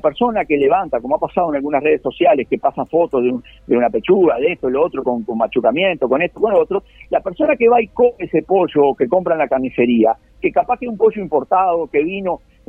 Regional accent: Uruguay; porque todos no somos giles, los uruguayos, cuando sabemos que lo multaron el de adelante, nosotros vamos despacio

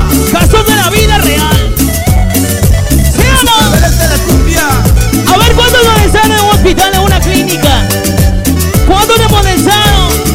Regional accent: Ecuador; Somos de Ecuador.

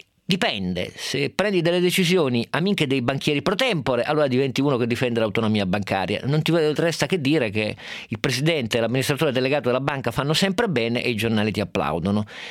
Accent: Turin, Piedmont, Italy; lo dico da torinese in quel caso

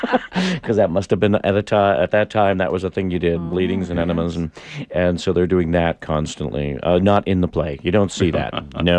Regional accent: Maine, United States; because I'm from Maine originally, mm-hmm. and Emerson College is in Boston. I'm a New Englander.

